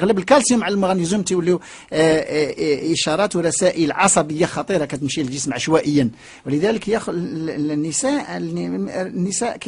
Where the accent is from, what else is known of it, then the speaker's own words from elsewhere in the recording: Morocco; والان عندنا في المغرب فصيل دموي مصابين بامراض القلب والشرايين